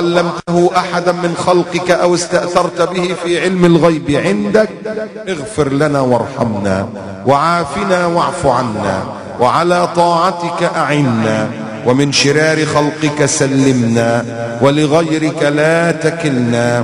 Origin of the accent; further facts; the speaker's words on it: Egypt; وعندنا في مصر بنيين كنايس